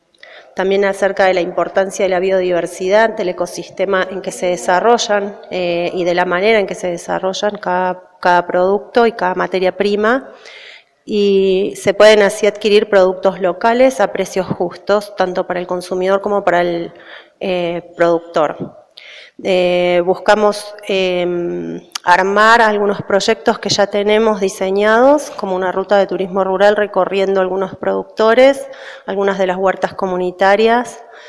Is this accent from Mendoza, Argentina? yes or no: no; La Cumbre, Córdoba, Argentina; de La Cumbre.